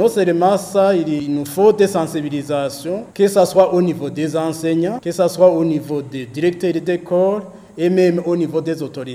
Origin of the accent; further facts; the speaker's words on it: Burundi; pas ici chez nous au Burundi, mais ailleurs. Même ici chez nous, il y a des intempéries